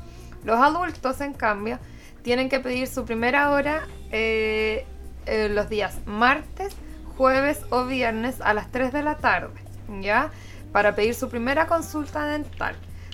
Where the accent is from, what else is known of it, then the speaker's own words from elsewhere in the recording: Concepción, Biobío, Chile; born there; Yo nací acá en Concepción.